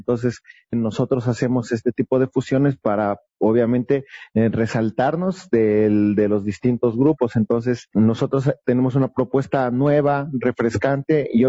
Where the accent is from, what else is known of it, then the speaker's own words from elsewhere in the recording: Ecuador; todos hemos pasado como ecuatorianos, que es aquí la pandemia